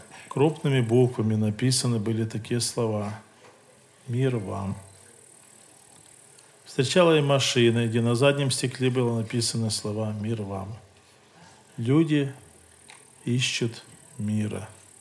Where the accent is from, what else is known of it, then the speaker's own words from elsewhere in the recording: Luhansk, Luhansk Oblast, Ukraine; я из Луганска, служитель Луганской церкви.